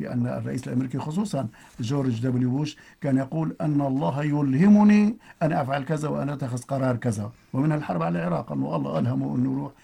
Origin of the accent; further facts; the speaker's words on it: Syria; يعني ليس عندنا في سوريا فقط وإنما